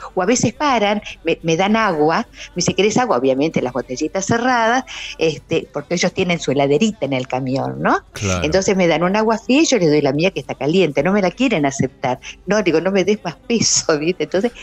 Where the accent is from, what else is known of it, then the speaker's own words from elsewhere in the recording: Ingeniero Huergo, Río Negro, Argentina; yo nací en Huergo, en una localidad que está aquí a 20, 15 kilómetros. Entonces, si recuerdo mi infancia, recuerdo esa calle que estaba